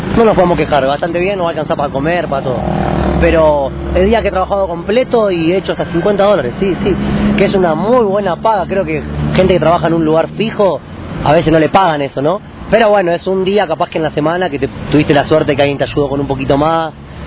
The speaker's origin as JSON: {"language": "Spanish", "town": "Bernal", "region": "Buenos Aires Province", "country": "Argentina", "said": "Soy de Bernal, al sur de la capital de Buenos Aires."}